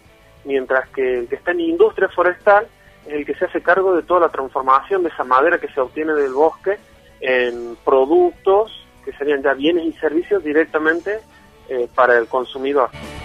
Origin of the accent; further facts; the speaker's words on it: Córdoba, Argentina; Yo soy de Córdoba